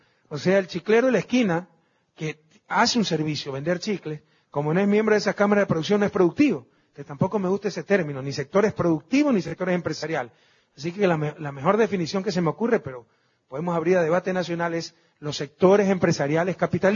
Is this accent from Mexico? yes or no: no; Guayas, Ecuador; now in Quito, Ecuador; los martes le estamos destinando al puerto principal, mi ciudad natal.